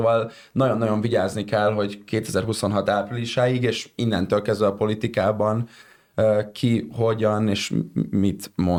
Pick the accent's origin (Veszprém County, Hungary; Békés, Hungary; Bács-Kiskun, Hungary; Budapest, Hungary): Budapest, Hungary; és ez így budapestiként sokkal jobban azért így átüti az inger küszöbünket